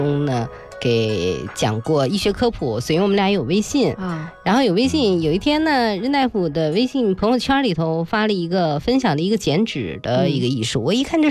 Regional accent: China; 那对于我们中国人来说，最重要的节日就是一个多月之后的春节

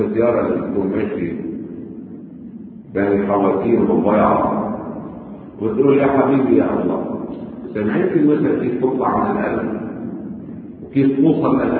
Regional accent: Lebanon; طيب نحن من لبنان اللي دارسين بهيك مدارس وعايشين بأجواء الألبسي والإعلانات السخيفة

